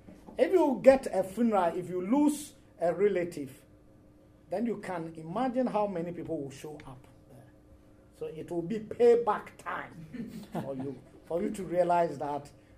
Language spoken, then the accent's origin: English; Ashanti, Ghana; I come from Ashanti region.